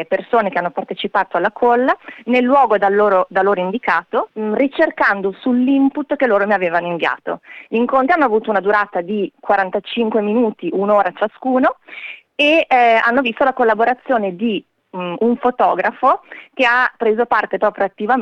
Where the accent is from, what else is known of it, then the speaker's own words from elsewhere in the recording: Vicenza, Veneto, Italy; born there; a Vicenza, che è la mia città natale